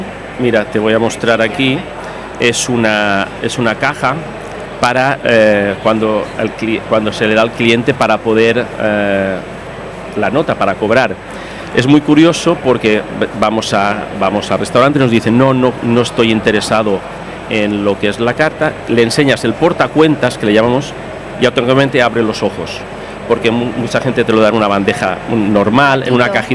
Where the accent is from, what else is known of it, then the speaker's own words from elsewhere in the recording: Alcoy, Valencian Community, Spain; now in Barcelona, Spain; yo vivo en Barcelona, yo soy de Alcoy, pero me fui hace unos años para allí